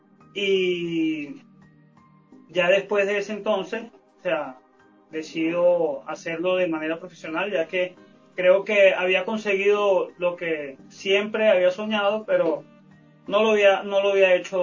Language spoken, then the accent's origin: Spanish; Ocumare del Tuy, Miranda, Venezuela; Mi padre es un cantante del pueblo de donde vengo, de Ocumare del Tuy, y mi mamá, llanera, del estado Guárico